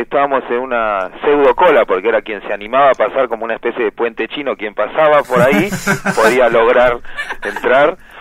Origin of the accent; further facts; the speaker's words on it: Pompeya, Buenos Aires, Argentina; De Pompeya, soy de cerquita.